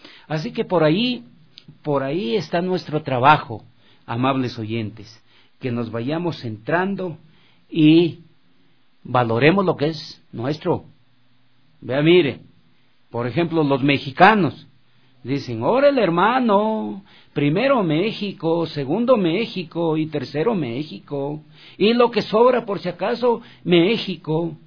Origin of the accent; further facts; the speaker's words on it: Loja, Ecuador; yo vengo de Loja, ¿no?